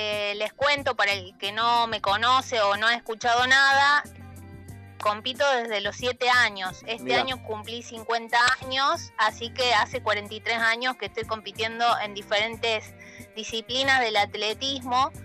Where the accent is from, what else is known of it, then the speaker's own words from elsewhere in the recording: Córdoba, Argentina; Soy la única de Córdoba en participar, en ir, participar y terminarla, hombre, mujer, no ha ido otra persona de acá y muy pocos de Argentina.